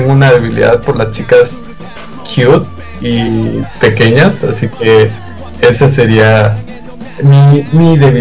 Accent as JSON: {"language": "Spanish", "town": "Monclova", "region": "Coahuila", "country": "Mexico", "tie": "born there", "lives_now": "Monterrey, Mexico", "said": "Nací en Coahuila, Moncloa."}